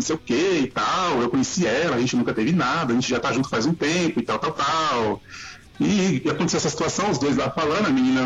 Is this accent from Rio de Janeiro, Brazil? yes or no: no; São Paulo, Brazil; Eu cresci no Jardim Peri, é uma favela aqui de São Paulo.